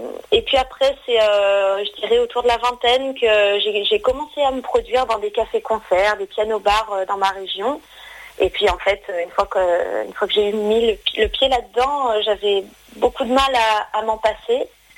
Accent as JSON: {"language": "French", "country": "France", "said": "Et puis avec, je l'espère, la sensibilité qu'on a par chez nous en France."}